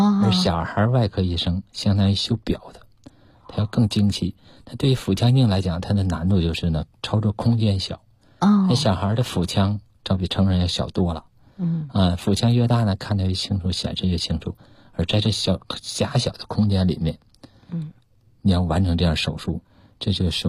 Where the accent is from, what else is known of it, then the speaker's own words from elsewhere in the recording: Anshan, Liaoning, China; born there; 因为我小时候呢出生在一个矿区。我父母都是工程师，在鞍山，鞍钢，还有个矿区。